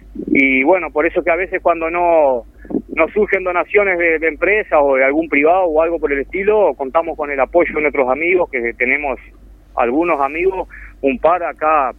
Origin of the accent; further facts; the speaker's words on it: Montevideo, Uruguay; yo soy criado ahí, nacido y criado en Montevideo, y recuerdo que en aquel entonces, cuando era niño